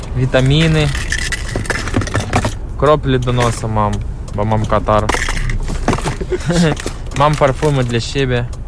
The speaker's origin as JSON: {"language": "Polish", "country": "Ukraine", "second_language": "Polish", "said": "Z Ukrainy."}